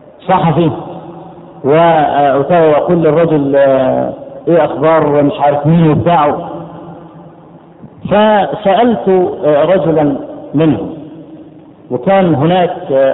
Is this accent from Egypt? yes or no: yes; Egypt; اول ما عرف ان انا من مصر قال برامدس برامدس يعني الاهرام